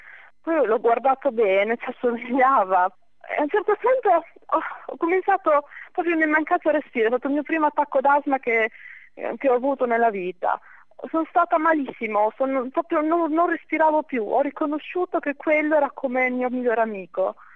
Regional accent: Bologna, Emilia-Romagna, Italy; sono di Bologna, sono laureata in legge qualche anno fa

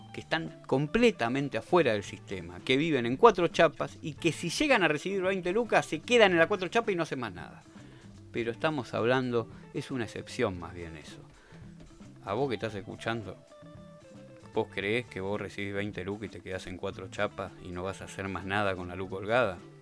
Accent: Argentina; todos los seres humanos que somos argentinos y que estamos dentro de los límites de nuestro país.

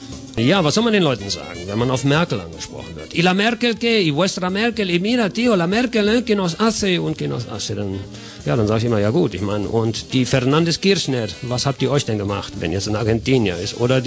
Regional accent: Germany; die wissen, ich bin Deutscher

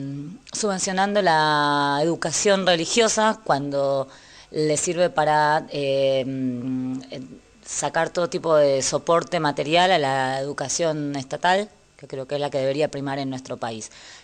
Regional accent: Buenos Aires, Argentina; Soy mujer y soy docente de Buenos Aires, de la provincia de Buenos Aires.

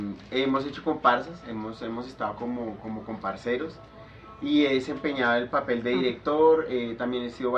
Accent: Bogotá, Colombia; also born or lived in Venezuela; Después viajé, me fui de Bogotá. Fui a Venezuela, allá también hice una especialización y después regresé nuevamente aquí a Colombia.

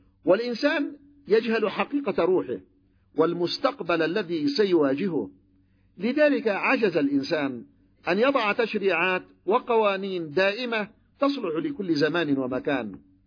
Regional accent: Yemen; تذكرون المعركة عندنا في اليمن هنا لما كانت المعركة الدستورية

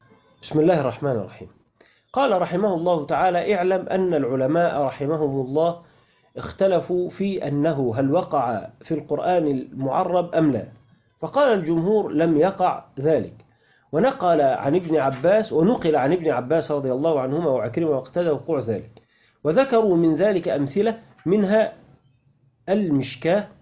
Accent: Sharqia Governorate, Egypt; يعني جماعة الصعيدة مثلا أو عندنا في الشرقية يقولوا لسانه تعود

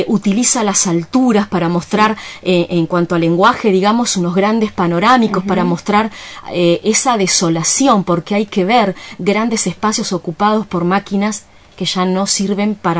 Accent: Comodoro Rivadavia, Chubut, Argentina; Yo soy de Comodoro Rivadavia y bien sé lo que ocurrió en esa ciudad

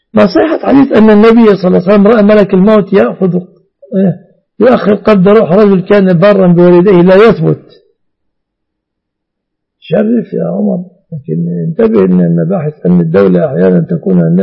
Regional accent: Egypt; لكن في الغالب أن الناس في هذا الزمان في بلادنا مصر كلمة علي الطلاق لا يأخذون طلاقا

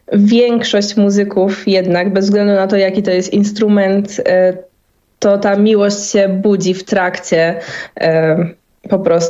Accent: Poznań, Greater Poland Voivodeship, Poland; jako, że pochodzę z Poznania

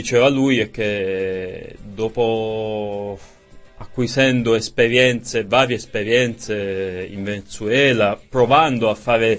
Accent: Locorotondo, Apulia, Italy; io vengo da un piccolo paese, Locorotondo.

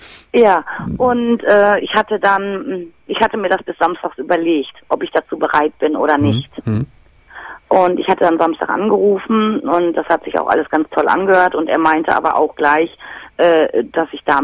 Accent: Dortmund, North Rhine-Westphalia, Germany; born there; ich bin gebürtige Dortmunderin

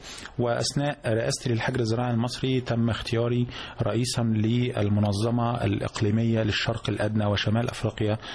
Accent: Giza Governorate, Egypt; أنا أصلا أجدادي من المنوفية، لكن أنا ولدت في محافظة الجيزة، والدي ووالدتي من برضو عايشين طول عمرهم في الجيزة، طول عمرنا متربين في الجيزة من يوم ما اتولدت منذ ولادتي وحتى الآن.

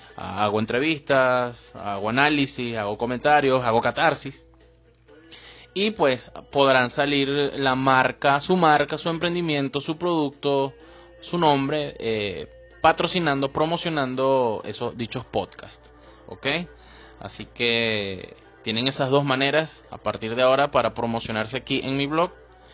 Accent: Venezuela; Pero en mi país, o en este país, en Venezuela, no vas a conseguir otro blog igual.

